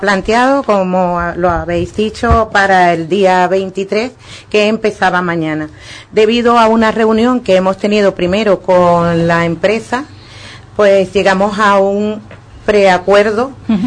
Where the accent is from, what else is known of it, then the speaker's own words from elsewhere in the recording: Ubrique, Andalusia, Spain; que el Ayuntamiento de Ubrique, porque hablo por mi pueblo al cual pertenezco, también nos apoye